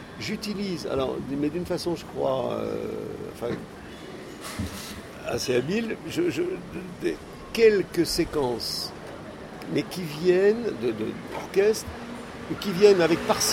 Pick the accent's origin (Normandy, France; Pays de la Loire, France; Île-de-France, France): Pays de la Loire, France; moi je suis originaire de la Mayenne et je suis près d'une ville qui sonne bien au Québec, c'est Laval.